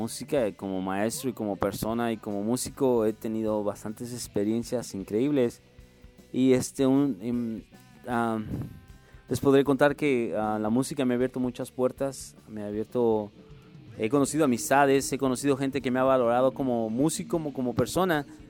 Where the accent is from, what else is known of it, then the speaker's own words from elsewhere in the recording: Mexico City, Mexico; Realmente no soy un chilango, soy un capitalino. Más que la gente confunde chilango. No, soy un capitalino.